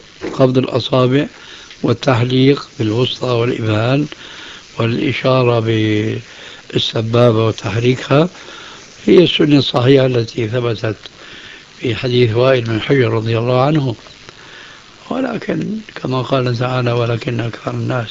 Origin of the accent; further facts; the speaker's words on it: Syria; وهكذا عندنا في سوريا أيضا يقولون الذال لزينة.